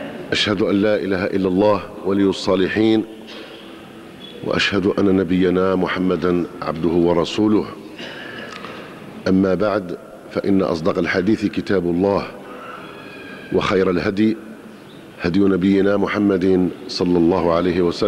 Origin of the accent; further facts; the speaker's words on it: Algeria; كجزائريين وكبشر. لأن الذي يحصل في الجزائر الآن في الحقيقة أصبح أضحوك في العالم